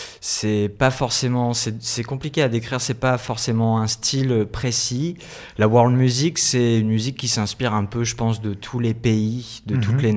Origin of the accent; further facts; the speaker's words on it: L'Arbresle, Auvergne-Rhône-Alpes, France; born there; also born or lived in Poussan; Ouais, je suis né à l'Arbrel, en fait, dans le 69